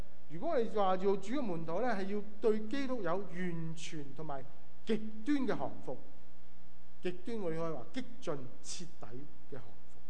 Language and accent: Cantonese; Guangdong, China; 咁当然我哋广东人就中意食生勾勾嘅鱼啦